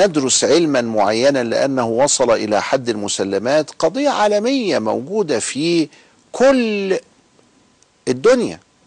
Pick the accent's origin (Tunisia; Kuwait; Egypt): Egypt; وهنا عندنا في مصر مع سيد قطب رحمه الله.